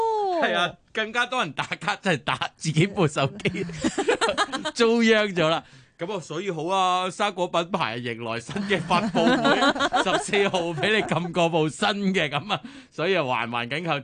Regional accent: Hong Kong; 即係作为香港人你真係会入去玩咩咁样。

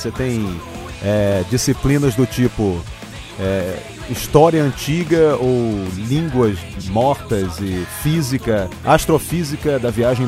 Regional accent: Brazil; Eu sou brasileiro e eu venho de um país onde se frauda até Enem.

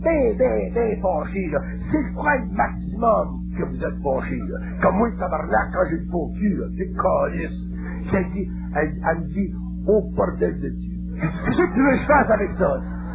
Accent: Quebec, Canada; Puis nous autres, on est des Canadiens français, on est nés, nous autres.

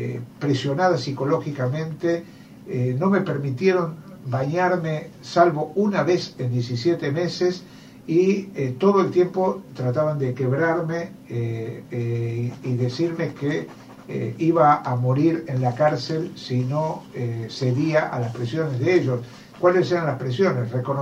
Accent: Mexico; para que los mexicanos y mexicanas nos soportemos más el tema de los 43 secuestrados

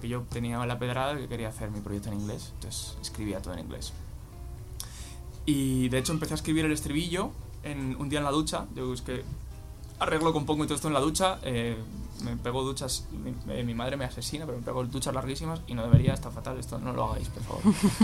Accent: Spain; accent: Castilian; tengo acento castellano, evidentemente, no parezco nativo

